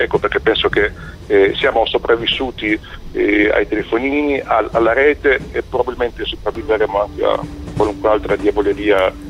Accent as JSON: {"language": "Italian", "region": "Sardinia", "country": "Italy", "said": "Per andare da Genova alla Sardegna, peraltro anche la mia terra d'origine"}